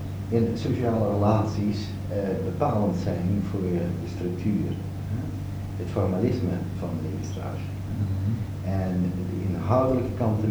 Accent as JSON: {"language": "Dutch", "town": "Amsterdam", "region": "North Holland", "country": "Netherlands", "said": "ik als Amsterdammer, als functionalist naar Nieuw-Guinea vertrok en dat ik als structuralist terugkwam."}